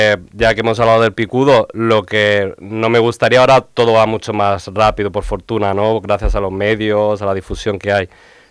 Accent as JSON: {"language": "Spanish", "town": "Elche", "region": "Valencian Community", "country": "Spain", "said": "Pues yo soy de Salades."}